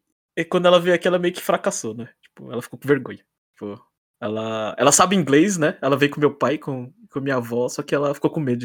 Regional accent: Brazil; tenho muita vergonha de falar as palavras em japonês, sendo que eu sou brasileiro, né?

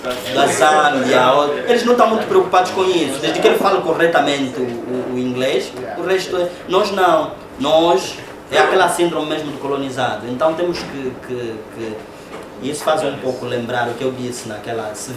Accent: Angola; O meu sotaque, eu não sou português, eu sou angolano.

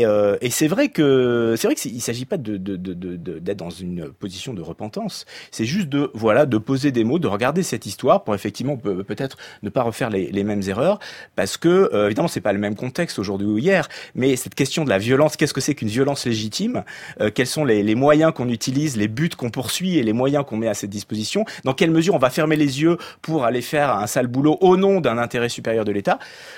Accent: Auvergne-Rhône-Alpes, France; Non, moi, je viens de l'Isère.

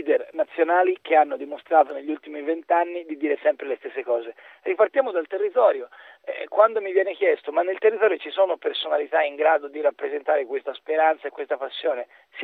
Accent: Florence, Tuscany, Italy; sarà che sono nato e cresciuto a Firenze, quindi come tale ritengo questa città un patrimonio straordinario

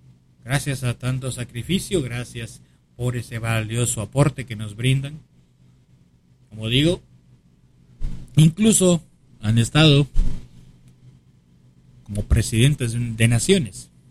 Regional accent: Lima, Peru; born there; Alcaldesas en Lima, Perú, en el distrito de Pueblo Libre, por ejemplo, donde yo nací.

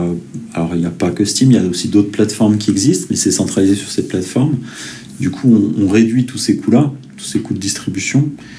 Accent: Saint-Etienne, Auvergne-Rhône-Alpes, France; born there; also born or lived in Paris / Lyon; moi, je suis né à Saint-Etienne il y a 41 ans. J'ai quelques décennies. J'en suis parti un petit peu pour les études et puis j'y suis revenu pour le travail. Mon premier travail était à Paris, puis Lyon, puis Saint-Etienne.

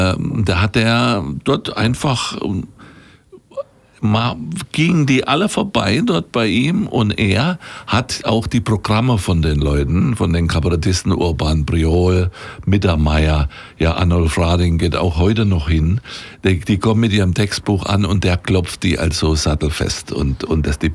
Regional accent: Thuringia, Germany; accent: Franconian; dass das fränkisches Gebiet ist und deswegen mein Dialekt so ist und dass diese Südthüringer Enklave da ist, so dieser Zipfel da.

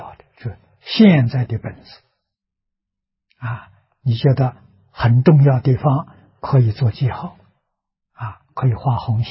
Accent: Shucheng, Anhui, China; 也就是在我的老家啊，安徽舒城。距离我出生的地方很近啊

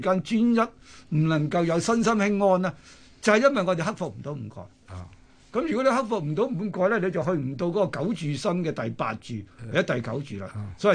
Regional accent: China; 咁我哋中國人好特別，我哋中國人咧就好喜好涅槃思想同佛性思想嘅。

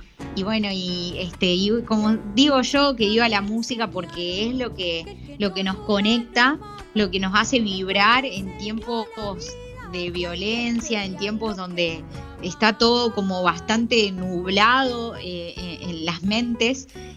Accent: General Pico, La Pampa, Argentina; porque yo soy de La Pampa, de General Pico, y me recorría todo Pico en la bici para llegar a su casa.

